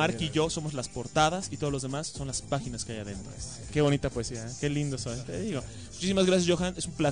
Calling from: Colombia; Soy de Colombia

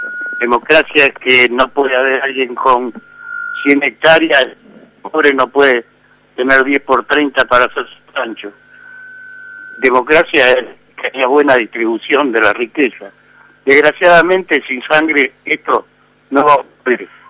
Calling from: Moreno, Buenos Aires Province, Argentina; de Moreno.

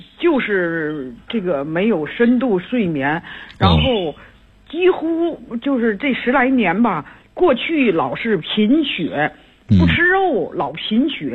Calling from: Tianjin, China; 嗯，我是天津的这个学员。

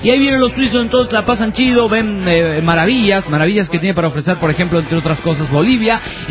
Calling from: Uruapan, Michoacán, Mexico; de Urupán, México.

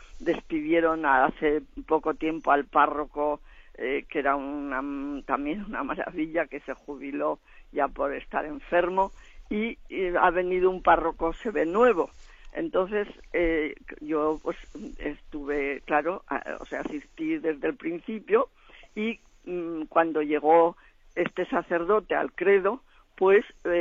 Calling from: Zaragoza, Aragon, Spain; de Zaragoza.

